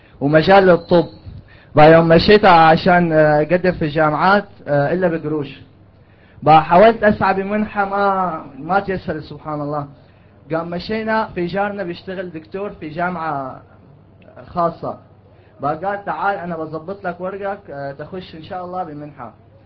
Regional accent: Syria; طيب نحن يوم جينا من سوريا

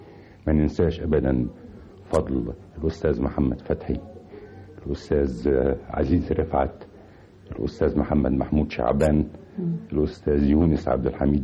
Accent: Helwan, Cairo Governorate, Egypt; also born or lived in Tanta; وولدت في مدينة طنطا لكن ما بقتش فيها كتير، رجعنا يعني كان في ظروف صحية لوالدي فخدنا، كان يجب أن يستشفى في مدينة حلوان فجينا مدينة حلوان،

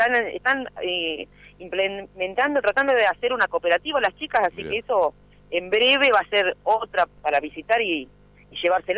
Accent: La Plata, Buenos Aires Province, Argentina; now in Azucena, Argentina; en la Sociedad de Fomento somos un montón que no somos de Azucena. Yo soy de La Plata.

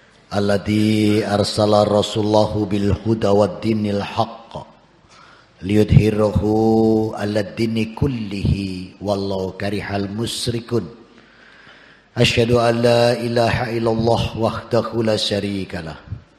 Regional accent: Surabaya, East Java, Indonesia; Lahir di Surabaya, dikecil, dibesarkan, dididik di keluarga Katolik.

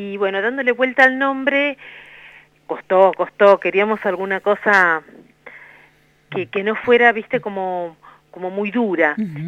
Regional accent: Rosario, Santa Fe, Argentina; Yo soy de Rosario.

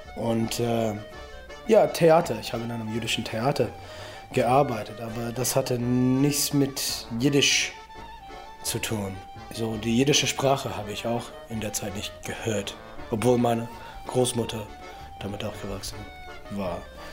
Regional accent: Detroit, Michigan, United States; Ich bin in Detroit aufgewachsen, einfach amerikanisch assimiliert. Meine so kulturelle Erziehung als Amerikaner hat mit so Rock und Motown, Soul und Punk und Folk zu tun.

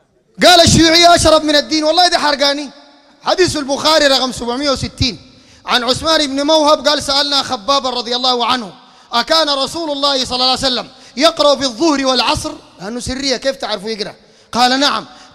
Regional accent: Sudan; أنا سوداني يا أخي 100% زيك، لكن أنت شيوعي وأنا سني على سنة النبي

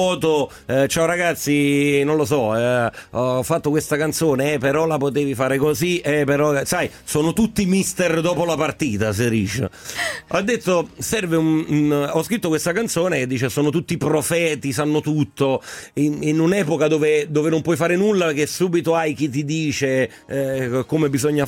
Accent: Naples, Campania, Italy; Io da buon napoletano esco capaz bo mar

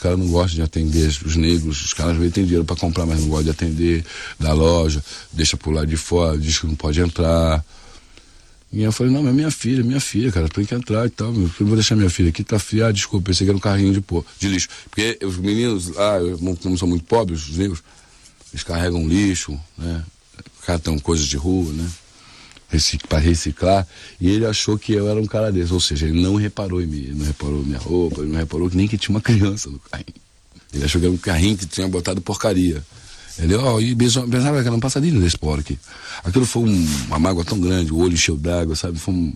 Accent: Brazil; Porque você olhar pra mim, você não vai dizer que eu sou brasileiro, entendeu?

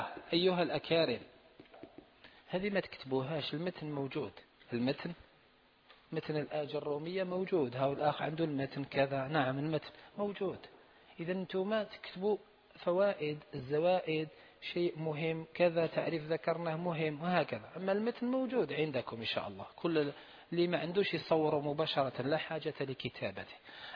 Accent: Algeria; وهذا أسهل وهو المعروف عندنا في الجزائر

